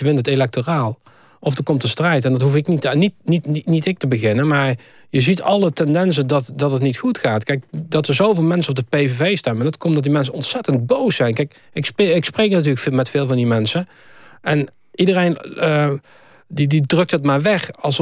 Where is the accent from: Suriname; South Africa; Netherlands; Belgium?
Netherlands; Ja, nee, maar ik vind gewoon dat wij als Nederlanders wel graag door willen gaan als meerderheid.